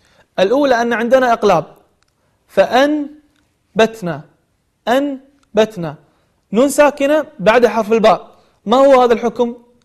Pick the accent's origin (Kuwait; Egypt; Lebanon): Kuwait; خاصة عندنا في الكويت يعني يقلبون القاف إلى غين والغين إلى قاف